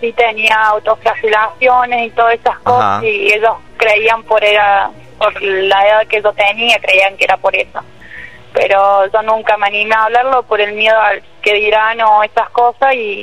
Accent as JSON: {"language": "Spanish", "region": "Córdoba", "country": "Argentina", "said": "Sí, yo soy de Córdoba capital, viajé esta mañana"}